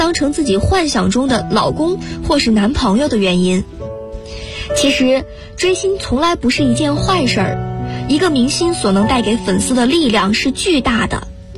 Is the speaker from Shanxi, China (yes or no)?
no; Guangzhou, Guangdong, China; now in Nanjing, China; 来自广东广州，我在南京大学，距离我的家乡1367公里。